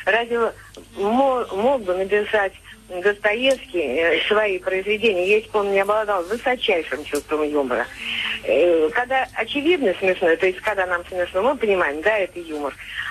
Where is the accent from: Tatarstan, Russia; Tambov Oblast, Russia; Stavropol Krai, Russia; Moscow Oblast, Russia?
Tambov Oblast, Russia; Tambov; Да, я из Тамбова.